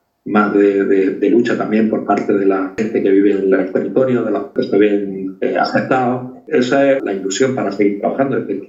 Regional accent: Andalusia, Spain; mi niñez pues fue en Cortijo y en la Sierra de Filabre, en la que era una economía de subsistencia, es decir, prácticamente de autoconsumo.

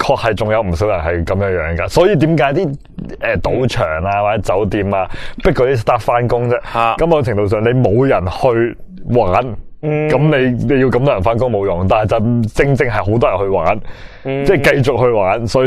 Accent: Macau; 我就算我唔理我澳门人感受，我都理我自己感受

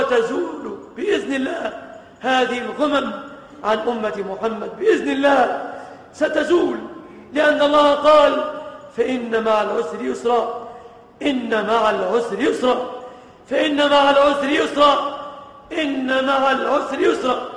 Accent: Egypt; بلادنا مصر

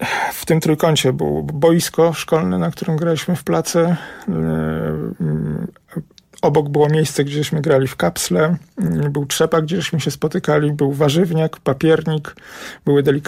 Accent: Warsaw, Masovian Voivodeship, Poland; Ja się wychowałem na Grochowie. I mój mały świat to jest taki trójkąt ograniczony ulicami Waszyngtona, Grenadierów i Trasą Łazienkowską.

